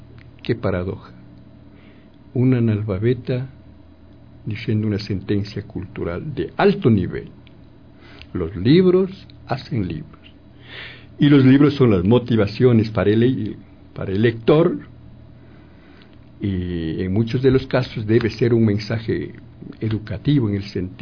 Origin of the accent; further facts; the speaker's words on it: Ambato, Tungurahua, Ecuador; En realidad, pues, yo soy de Ambato y soy el escritor de este trabajo ecológico prácticamente.